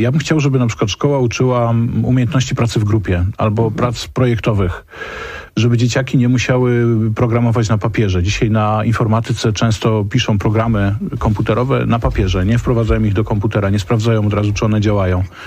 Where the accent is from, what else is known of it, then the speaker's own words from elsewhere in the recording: Silesian Voivodeship, Poland; Ja akurat pochodzę z Śląska, niedaleko mojego miasta, w Mikołów, Orzesze, Łaziska.